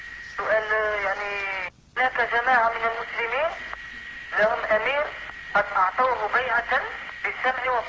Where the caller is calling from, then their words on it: Algeria; يعني أنا أضرب الهاتف من الجزائر